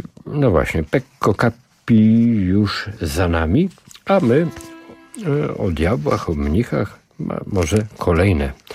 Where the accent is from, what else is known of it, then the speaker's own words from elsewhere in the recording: Jerzmowice, Lesser Poland, Poland; also born or lived in Kraków; now in Illinois, United States; jak w moim Krakowie. 22 Fahrenheita, ale bardziej mojsze są moje Jerzmowice, blisko Krakowa, za którymi czasami tęsknię, pomimo że dopiero co minęło zaledwie 2 tygodnie, jak wróciłem z urlopu świątecznego w rodzinnych stronach.